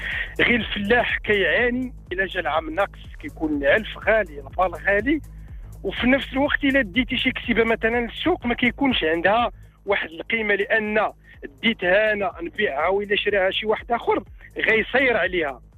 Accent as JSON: {"language": "Arabic", "town": "Tizitine", "region": "Rabat-Salé-Kénitra", "country": "Morocco", "said": "من تيزيتين بأيت حمو بولمان قيادة أيت ميمون إقليم الخميسات"}